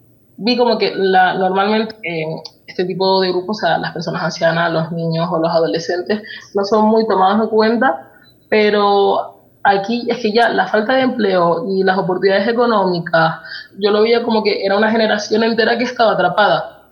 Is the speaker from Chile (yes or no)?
no; Tenerife, Canary Islands, Spain; also born or lived in Lanzarote; yo nací en Lanzarote y me crié en Tenerife, pero me considero, por ejemplo, de las dos partes.